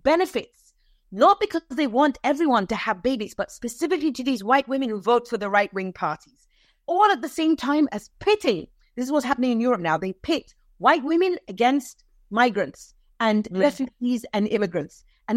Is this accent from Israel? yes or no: no; Saudi Arabia; now in United States; I grew up in Saudi Arabia. I know. But what I also know, because I've lived in the United States for 22 years